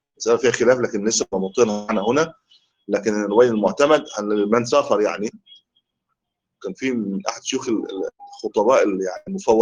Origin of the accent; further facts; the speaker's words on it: Egypt; هو لا يؤذن عندنا في مصر